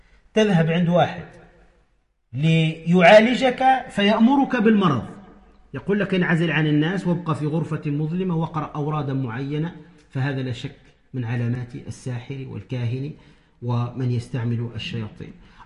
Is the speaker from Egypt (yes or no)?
no; Tunisia; ومن رأى منكم هؤلاء القوم يتكلمون بلغة نسميها عندنا في تونس يقول يتكلم بالعجمي